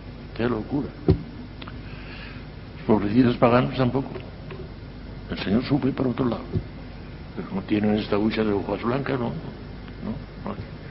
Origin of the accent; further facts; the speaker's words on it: Valencian Community, Spain; Y me fui a Valencia, que era la capital de mi reino, yo soy valenciano